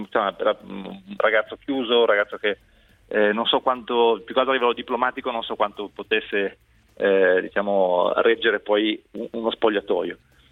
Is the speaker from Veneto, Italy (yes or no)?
no; Genoa, Liguria, Italy; sono un genovese cresciuto nella Sampdoria